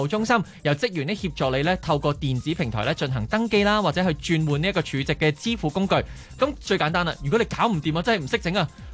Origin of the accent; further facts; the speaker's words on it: Hong Kong; 原來我哋香港人嗌呢6个月裏邊咧